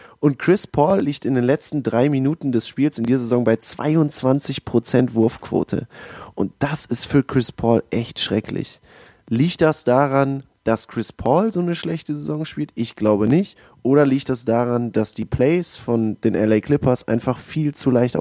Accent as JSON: {"language": "German", "town": "Düsseldorf", "region": "North Rhine-Westphalia", "country": "Germany", "said": "ich bin auch aus Düsseldorf, bin 31 Jahre alt schon"}